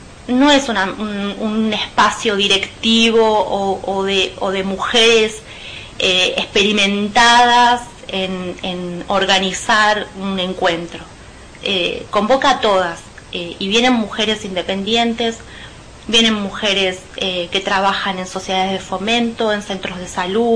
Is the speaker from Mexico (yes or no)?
no; José C. Paz, Buenos Aires Province, Argentina; yo soy de José C. Paz, soy docente, soy profesora de historia.